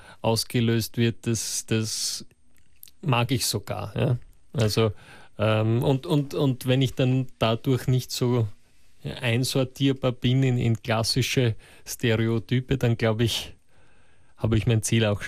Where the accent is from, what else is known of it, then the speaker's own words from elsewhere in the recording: Russia; Das ist bei uns in Russland die ganze Kindheit lang kann man in Tanzschulen gehen